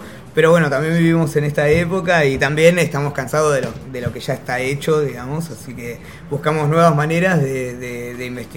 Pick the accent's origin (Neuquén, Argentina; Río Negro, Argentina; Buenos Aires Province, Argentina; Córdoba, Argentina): Buenos Aires Province, Argentina; Mar del Plata; Yo soy marplatense, mucho gusto.